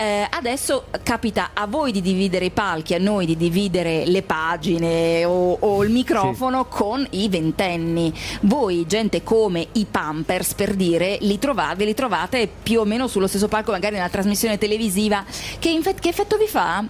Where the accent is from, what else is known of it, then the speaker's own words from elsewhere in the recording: Lombardy, Italy; Vabbè, ragazzi, sono Brianzola, io sono corazzata.